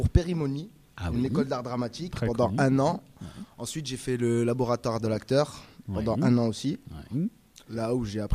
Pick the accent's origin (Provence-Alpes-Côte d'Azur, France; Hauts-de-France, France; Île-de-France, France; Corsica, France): Corsica, France; Ajaccio; Je viens d'Ajaccio en Corse du Sud.